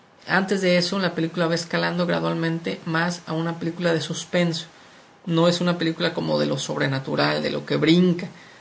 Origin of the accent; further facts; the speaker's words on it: Morelia, Michoacán, Mexico; es una asociación de personas que viven en mi estado natal, Michoacán, y en particular en mi ciudad natal, Morelia.